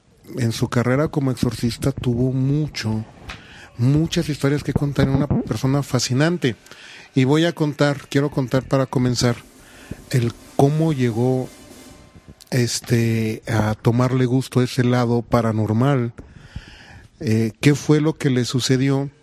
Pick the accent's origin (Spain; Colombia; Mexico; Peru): Mexico; esa parte maravillosa que tenemos como mexicanos